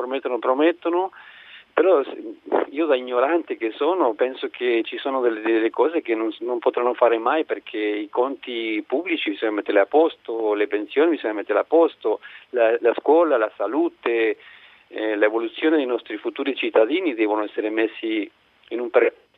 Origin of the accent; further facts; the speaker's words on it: Uruguay; Italian is a second language; now in Italy; Vengo dall'Uruguay.